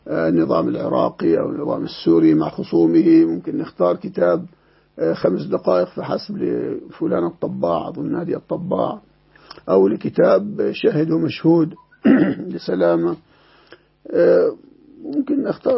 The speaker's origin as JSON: {"language": "Arabic", "country": "Egypt", "said": "يعني عندنا في مصر كتب صدرت كثيرة"}